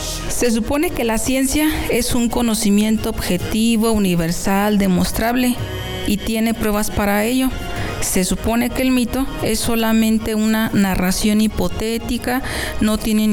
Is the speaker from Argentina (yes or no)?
no; Mexico; Nosotros como cultura mexicana, sin darnos cuenta, tenemos basada nuestra idiosincrasia en los mitos.